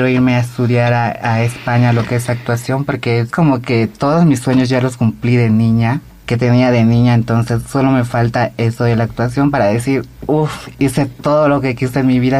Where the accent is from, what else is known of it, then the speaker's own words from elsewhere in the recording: Santa Cruz, Bolivia; also born or lived in Beni; nací en el Beni, pero me crié en Santa Cruz desde mis 5 años, prácticamente toda mi vida. Tengo 26 años, soy modelo, actualmente soy Miss Santa Cruz Transsexual y Miss Bolivia Universo Transsexual.